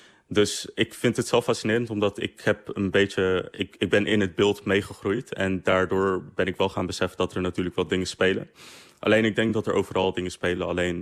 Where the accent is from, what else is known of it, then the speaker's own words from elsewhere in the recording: Netherlands; omdat ik zelf uit mijn ouders komen uit Suriname, maar ze komen van de Zuid-Aziatische diaspora. Dus ik ben een Nederlander, ik heb een Nederlands paspoort, ik ben hier opgegroeid, ik spreek een Nederlandse taal.